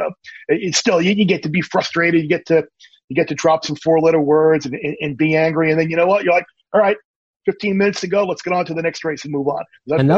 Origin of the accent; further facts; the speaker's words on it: New York, United States; Growing up on Long Island, it's a natural deal.